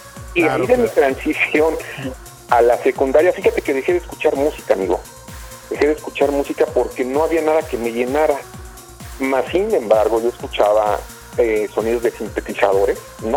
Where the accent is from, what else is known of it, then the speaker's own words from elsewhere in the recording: Mexico City, Mexico; now in Querétaro, Mexico; no soy de Querétaro, soy de Ciudad de México, pero bueno, hace 5 años radico en Querétaro.